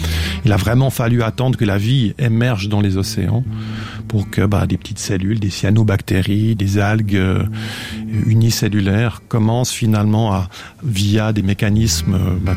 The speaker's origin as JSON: {"language": "French", "country": "Switzerland", "said": "Donc ça, c'est toujours quelque chose d'assez curieux quand on est suisse."}